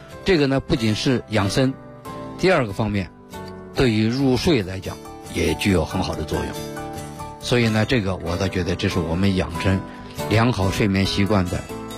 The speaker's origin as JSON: {"language": "Chinese", "country": "China"}